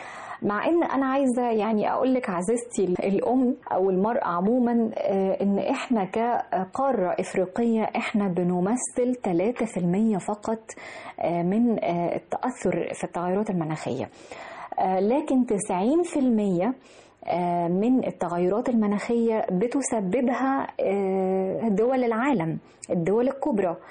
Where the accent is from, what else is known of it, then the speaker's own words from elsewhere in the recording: Egypt; ده فخر لنا جميعا كمصريين إن هذا العدد الهائل يكون عندنا في أرضنا مصر الحبيبة